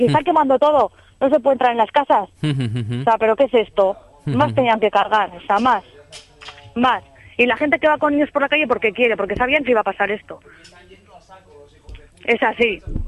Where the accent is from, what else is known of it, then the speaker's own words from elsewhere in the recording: Bilbao, Basque Country, Spain; Soy de Recalde